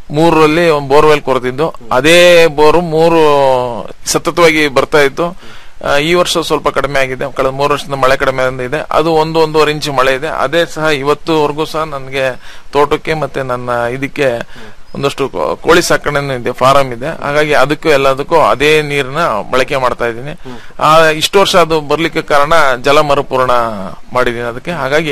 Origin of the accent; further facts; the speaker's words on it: Sri Bidare, Karnataka, India; ನಂದು ಶ್ರೀ ಬಿದರೆ ಅಂತ ಹೇಳ್ಬಿಟ್ಟು, ಕಡೂರು ತಾಲೂಕು ಸಕರೆಪಟ್ಟಣ ಹೋಬಳಿ.